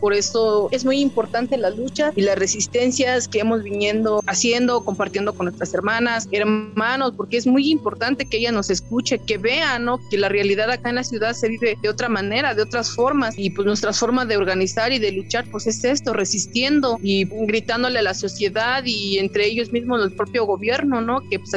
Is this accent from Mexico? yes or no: yes; Santiago Mezquititlán, Querétaro, Mexico; a nuestra comunidad, de donde yo soy originaria, de Santiago Mezquititlán